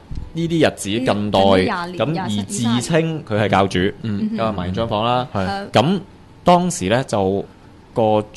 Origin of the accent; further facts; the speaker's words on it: Hong Kong; 咁可能我哋香港人會執生執得快啲